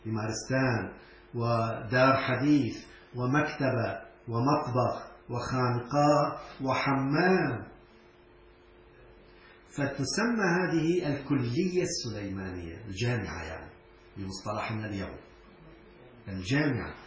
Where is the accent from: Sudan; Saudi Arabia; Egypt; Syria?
Syria; وأنا كنت أستغرب نحن عندنا في سوريا إلى الآن